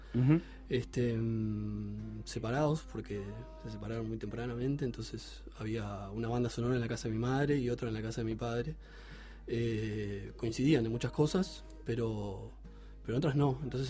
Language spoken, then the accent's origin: Spanish; Montevideo, Uruguay; Tuve un grupo así como muy breve, con amigos, con amigos del barrio. Yo soy de Malvin Norte